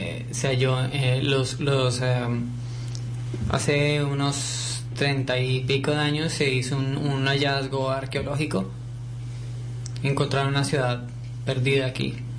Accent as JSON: {"language": "Spanish", "country": "Colombia", "said": "Bueno, somos de Colombia, la mayoría, y es música colombiana por eso."}